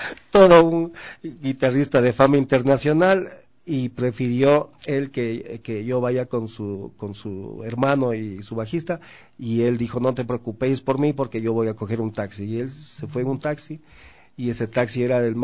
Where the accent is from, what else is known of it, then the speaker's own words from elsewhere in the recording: Quito, Pichincha, Ecuador; porque la mayoría somos quiteños